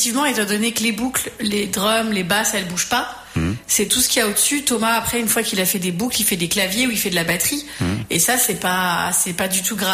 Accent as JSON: {"language": "French", "country": "Ireland", "said": "Moi, je viens d'Irlande et je fais comme ça."}